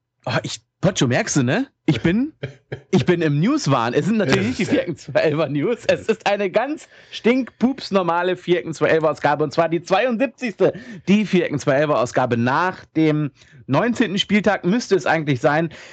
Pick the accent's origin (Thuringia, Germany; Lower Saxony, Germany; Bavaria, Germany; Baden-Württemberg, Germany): Lower Saxony, Germany; Hanover; Ich als Hannoveraner kann das auch mal sagen, wie ich finde.